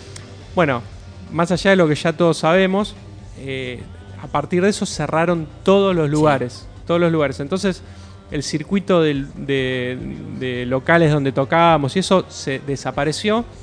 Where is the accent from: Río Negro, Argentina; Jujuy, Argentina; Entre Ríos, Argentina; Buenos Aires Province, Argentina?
Buenos Aires Province, Argentina; Avellaneda; somos en mayoría de Avellaneda, de Sarandí